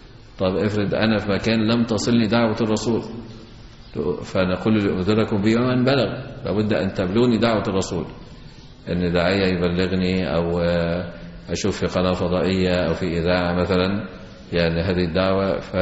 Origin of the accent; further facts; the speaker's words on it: Egypt; فقلت له إن الوضع عندنا في مصر يختلف عن وضع عندكم،